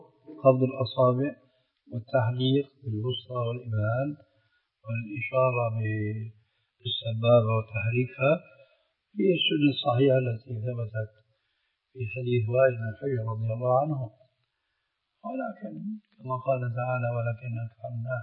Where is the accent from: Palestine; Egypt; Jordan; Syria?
Syria; وهكذا عندنا في سوريا أيضا يقولون الذال الذين